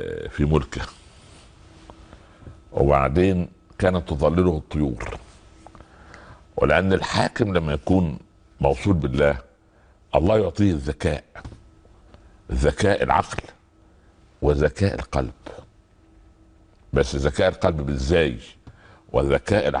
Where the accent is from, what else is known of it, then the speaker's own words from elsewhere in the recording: Upper Egypt, Egypt; كان زمان في الأراضي الزراعية عندنا في الصعيد وفي الفلاحين وفي الأرياف